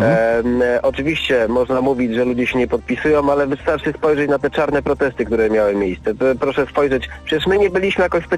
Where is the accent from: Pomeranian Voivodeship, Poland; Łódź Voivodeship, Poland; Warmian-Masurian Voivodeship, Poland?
Łódź Voivodeship, Poland; Łódź; bo ja pochodzę z Łodzi i tutaj na tym proteście było około 10, nawet więcej, tysięcy ludzi